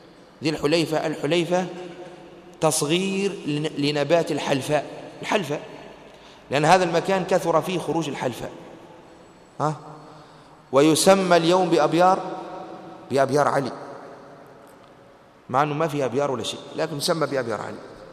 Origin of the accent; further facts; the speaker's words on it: Tunisia; فهل الآن ونحن من أهل تونس هل من المدينة نذهب فنحرم من ميقات بلادنا